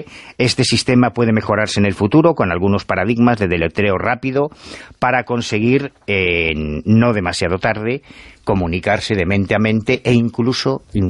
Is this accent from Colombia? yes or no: no; Madrid, Community of Madrid, Spain; Sí, sí, y de Carabanchel.